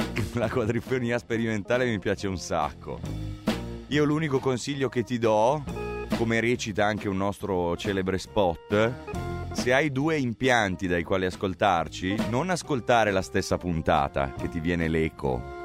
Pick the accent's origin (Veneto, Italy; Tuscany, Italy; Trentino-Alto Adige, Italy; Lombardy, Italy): Lombardy, Italy; Gallarate; Insomma, io sono di Gallarate, io vivo a Gallarate.